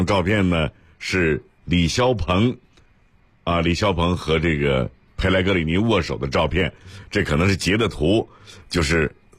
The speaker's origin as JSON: {"language": "Chinese", "region": "Shandong", "country": "China", "said": "想到了我们山东人的性格，踏踏实实的，本本分分的啊，做好自己的事。"}